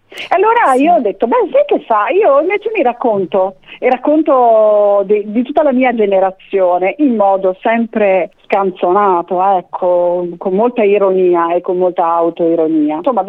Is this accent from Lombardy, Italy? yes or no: no; Bologna, Emilia-Romagna, Italy; è nata a Bologna, noi siamo bolognesi, amiamo questa città